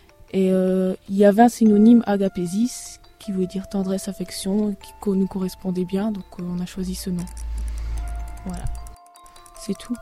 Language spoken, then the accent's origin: French; Tournai, Wallonia, Belgium; Je viens de Tournai.